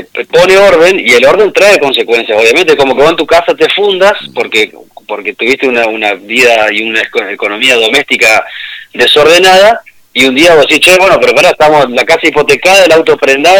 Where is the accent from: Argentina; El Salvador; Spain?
Argentina; creo que como argentinos estamos madurando